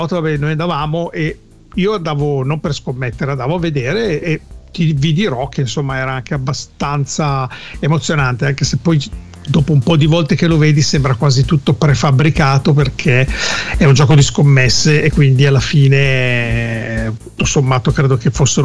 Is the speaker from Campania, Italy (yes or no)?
no; Parma, Emilia-Romagna, Italy; a Parma, dove io sono di Parma, no, nativo